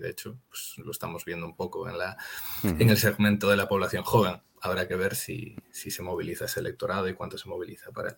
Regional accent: Galicia, Spain; Sí, además aquí me toca como gallego

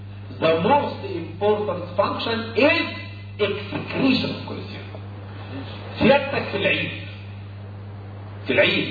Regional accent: Egypt; انت اكلك وطريقه اكلنا كمصريين

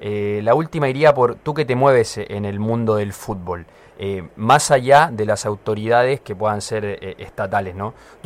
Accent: Chile; now in Argentina; yo que vengo de Chile, a mí me parece que acá en ese sentido se ha podido movilizar un poco

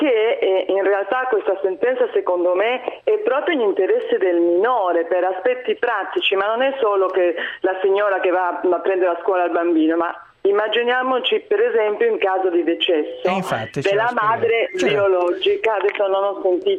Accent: Argentina; Italian is a second language; now in Rimini, Italy; Vi chiedo scusa per il mio italiano spagnoleggiante, sono argentina, sono un legale argentino.

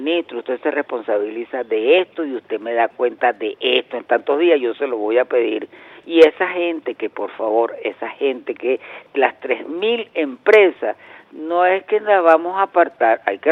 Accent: Venezuela; Eso esperamos nosotros como venezolanos, porque hay mucho dinero en la calle en este momento.

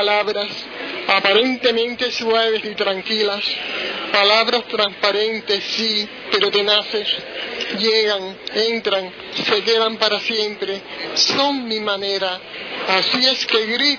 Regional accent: Cuba; Yo vengo de Cuba y veo que me marcha bien.

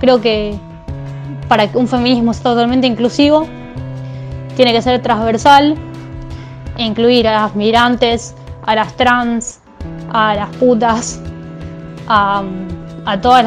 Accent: Moreno, Buenos Aires Province, Argentina; soy del Partido Moreno, conurbano bonaerense, y milito en distintos movimientos de personas con discapacidad

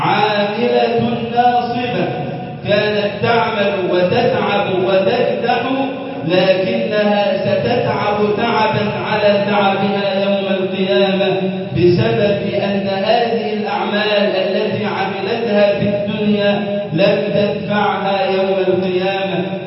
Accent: Egypt; بلدنا مصر

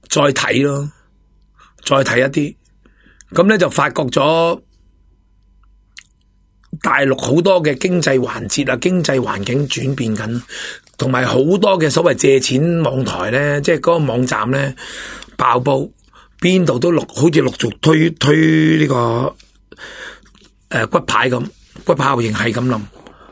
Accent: Hong Kong; 因为我哋香港人基本上咧都仲有良心

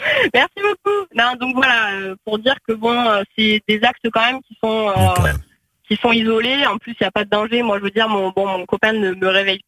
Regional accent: Hauts-de-France, France; accent: southern; peut-être accent du sud, mais je suis picarde de base.

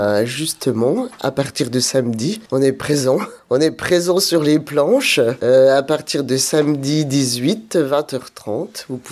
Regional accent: France; je suis originaire de Saint-Étienne-lès-Mirmont, plus précisément de la Suche, petit havre de paix entre Saint-Étienne et Éloi. En quelques mots, je suis originaire de milieu agricole.

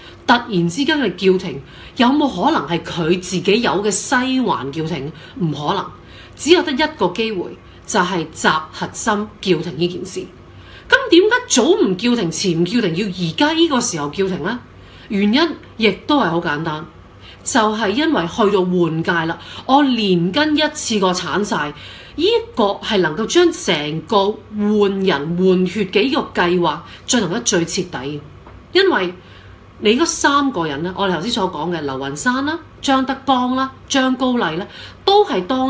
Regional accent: Hong Kong; 咁關我香港人咩事？

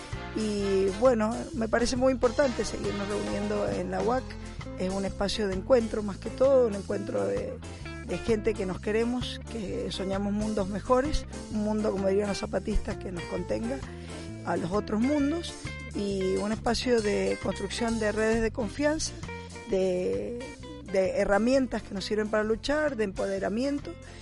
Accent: Mendoza, Argentina; yo que vengo de Mendoza, en donde también estamos luchando contra la megaminería

